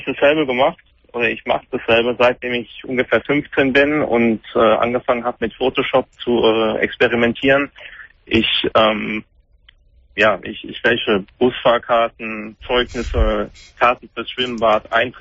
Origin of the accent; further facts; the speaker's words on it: Germany; born there; Also ich bin gebürtig in Deutschland